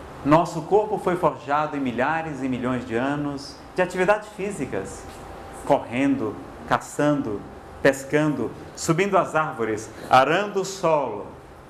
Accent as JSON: {"language": "Portuguese", "region": "Ceará", "country": "Brazil", "said": "e eu sou cearense, cearense é bicho enxerido, né?"}